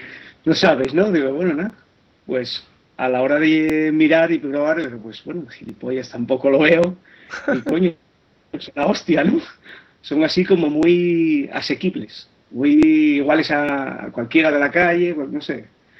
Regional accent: Asturias, Spain; Yo soy de Asturias.

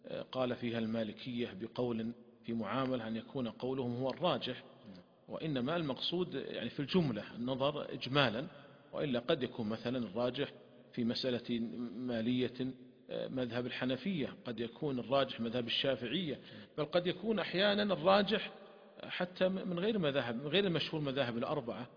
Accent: Saudi Arabia; وتطورت تطورا كبيرا عندنا في المملكة العربية السعودية

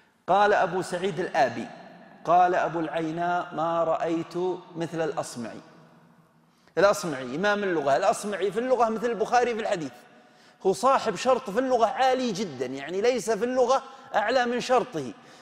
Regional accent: Saudi Arabia; لذلك رأينا عندنا في السعودية

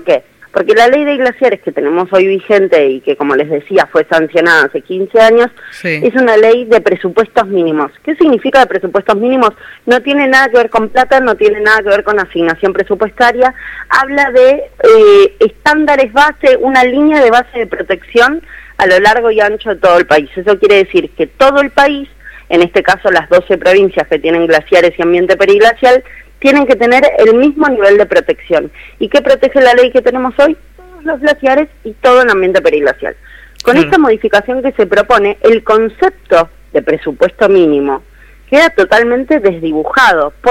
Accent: Buenos Aires, Argentina; porque yo, por ejemplo, soy de la Ciudad Autónoma de Buenos Aires

